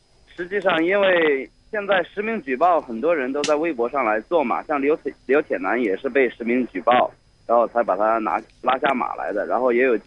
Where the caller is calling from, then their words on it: Changsha, Hunan, China; 我现在来自长沙。